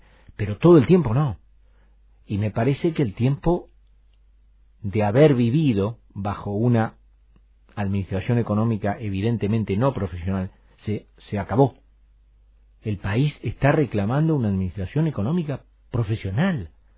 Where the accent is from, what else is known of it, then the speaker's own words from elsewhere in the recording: Argentina; Porque yo soy argentino y yo tengo que ser original.